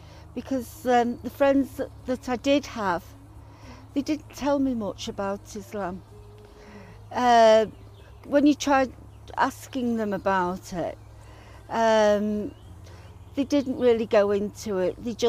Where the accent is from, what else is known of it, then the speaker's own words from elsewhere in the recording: Manchester, North West England, United Kingdom; I'm 57. I was born on the 28th of July 1957. I come from Chalk and Cromhardy in Manchester, England.